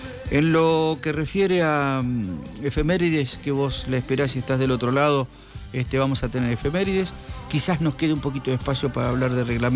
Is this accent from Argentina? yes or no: yes; Rosario, Santa Fe, Argentina; uno tiene el orgullo de decir que somos rosarinos